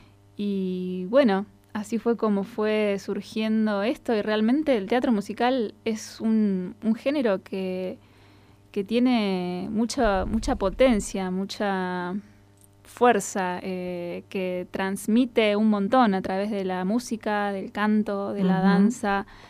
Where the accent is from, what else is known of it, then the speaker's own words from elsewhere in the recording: La Pampa, Argentina; ahora feliz de poder hacerla en mi tierra natal, en La Pampa